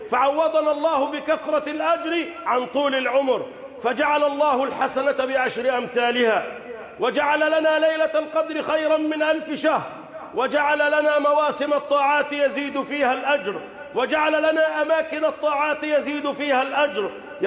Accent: Egypt; بلدنا مصر

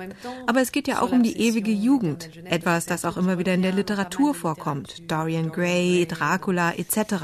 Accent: France; ich selber bin Französin

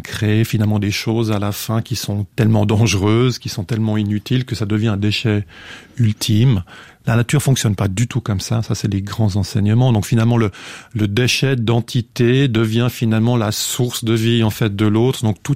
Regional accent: Switzerland; Donc ça, c'est toujours quelque chose d'assez curieux quand on est suisse.

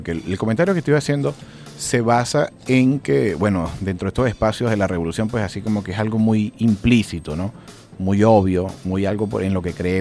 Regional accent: Andes, Venezuela; yo como foráneo de la ciudad de Caracas, yo soy de los Andes y efectivamente pues mi color de piel no refleja igual que el de acá, pero igual somos venezolanos, igual tenemos una mezcla, igual tenemos las mismas raíces

